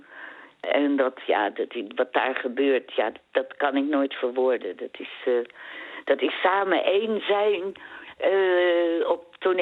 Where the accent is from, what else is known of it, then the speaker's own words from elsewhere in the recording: Amsterdam, North Holland, Netherlands; Toen kreeg ik ook weer de opdracht om spraaklessen te nemen. Omdat, ik kom uit Amsterdam.